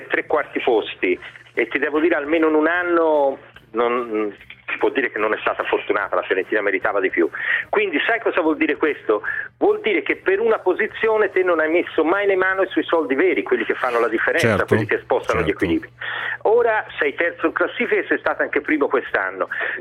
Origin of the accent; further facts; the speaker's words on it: Florence, Tuscany, Italy; da fiorentino ti dico che i fiorentini sono gente strana